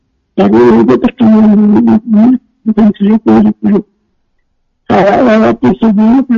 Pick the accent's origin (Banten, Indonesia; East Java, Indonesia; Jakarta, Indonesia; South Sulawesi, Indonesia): Jakarta, Indonesia; Saya dari Jakarta.